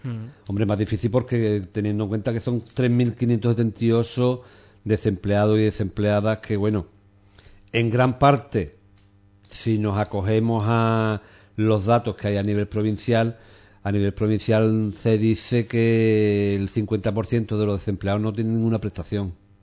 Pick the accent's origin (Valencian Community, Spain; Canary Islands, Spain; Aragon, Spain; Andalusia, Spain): Andalusia, Spain; Ubrique; yo creo que todos los que somos de Ubrique conocemos esta realidad